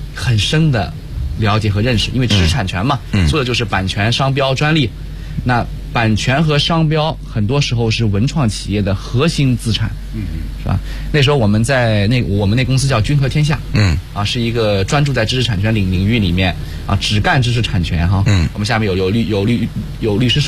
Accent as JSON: {"language": "Chinese", "town": "Yuyao", "region": "Zhejiang", "country": "China", "tie": "born or raised there", "said": "我老家是这个浙江宁波，余姚下面一个县级市叫余姚，我们那儿呢确实经商的这个环境比较浓烈"}